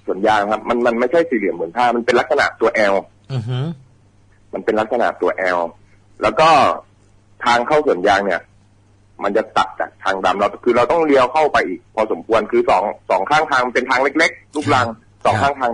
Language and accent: Thai; Phayao, Thailand; ไม่ใช่ครับผมเป็นคนพะเยา